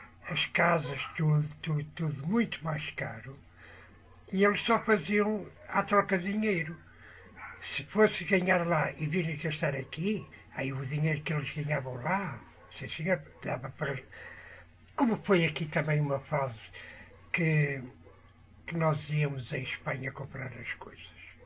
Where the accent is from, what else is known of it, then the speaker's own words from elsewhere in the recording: Portugal; Eu sou português